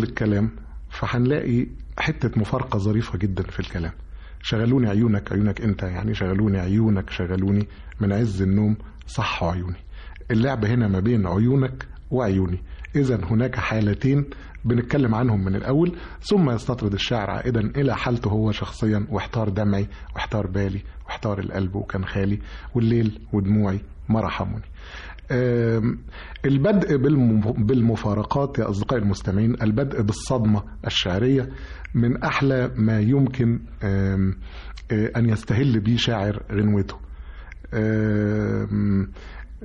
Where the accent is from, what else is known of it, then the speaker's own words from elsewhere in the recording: Egypt; انا مصري زيك وبحب بلدي جدا ومنتملها جدا